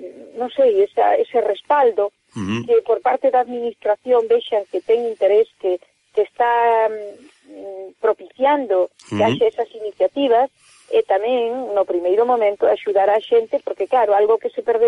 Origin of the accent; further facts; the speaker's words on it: Galicia, Spain; aquilo que nos identifica a nós como galegos